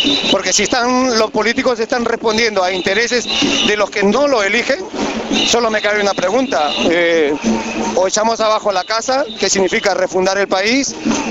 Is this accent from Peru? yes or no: yes; Peru; Yo vengo de Perú, de un país en el que hemos vivido en carne propia lo que es el terrorismo